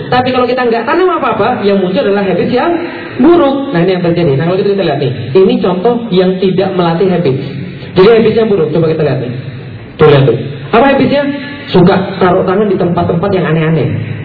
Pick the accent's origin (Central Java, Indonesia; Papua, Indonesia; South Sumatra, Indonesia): South Sumatra, Indonesia; Palembang; moved away; also born or lived in Jakarta / Bogor; saya aslinya Palembang, pindah ke Jakarta. Dari Jakarta suruh kuliah ke Bogor.